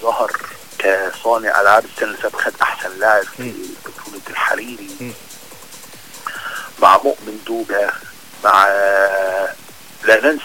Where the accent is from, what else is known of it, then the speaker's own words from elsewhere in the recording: Alexandria, Alexandria Governorate, Egypt; انا بتكلم كراجل محايد انا مش هتكلم بقى كاسكندراني